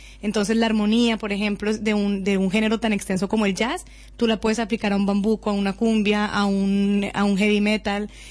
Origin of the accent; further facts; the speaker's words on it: Cali, Valle del Cauca, Colombia; pensando en los corteros de caña en Cali, que yo crecí en Cali